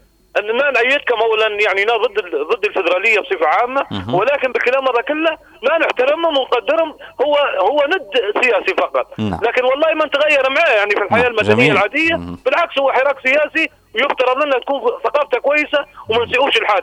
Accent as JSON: {"language": "Arabic", "country": "Libya", "said": "لمسألة نحن كليبيين"}